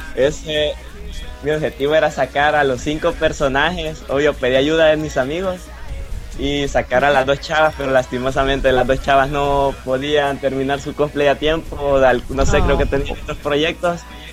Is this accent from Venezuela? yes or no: no; El Salvador; algunos amigos me dicen, sos … sin duda, güey. Hasta ahorita creo que llevo ese trono.